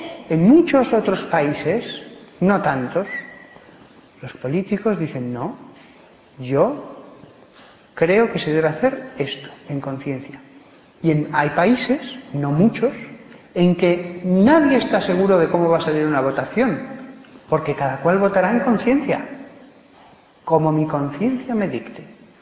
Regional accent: Aragon, Spain; Pues el egoísmo, y yo soy aragonés, dijeron que se vaya al mar.

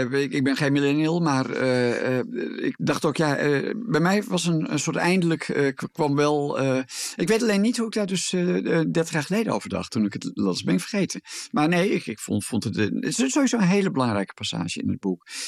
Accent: Gelderland, Netherlands; Ik kom zelf uit de Achterhoek

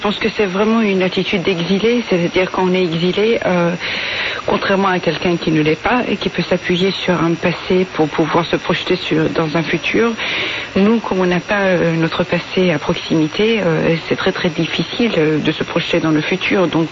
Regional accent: Iran; moi j'ai grandi en fait en Iran

